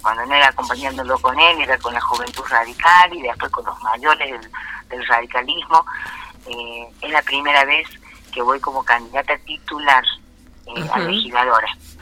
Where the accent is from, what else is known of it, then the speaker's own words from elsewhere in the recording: San Pedro, Córdoba, Argentina; also born or lived in Villa Dolores; Al año de nacida me llevaron a vivir a San Pedro, el lugar donde nunca más salí, porque soy sanpedrina y me siento sanpedrina, o sea, para mí nunca viví en Villa Dolores.